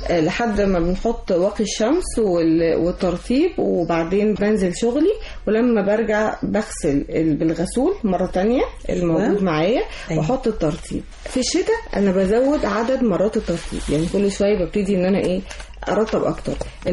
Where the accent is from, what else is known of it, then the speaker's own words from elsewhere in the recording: Egypt; واحنا كمصريين اول ناس طلعنا